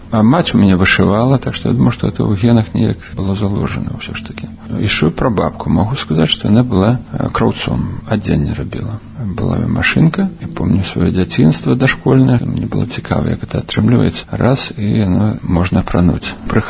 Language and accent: Belarusian; Dzenavishki, Minsk Region, Belarus; now in Minsk, Belarus; Я нарадзіўся ў Дзенавішках, так у паспарце напісана. Але на самай справе было, нарадзіўся я ў Мядзельскім роддоме. У гэты час уже бацькі пераязджалі ў Дзенавішкі, зараз гэтай вёскі няма, аб'єднали, зараз на Лылойцямі называецца.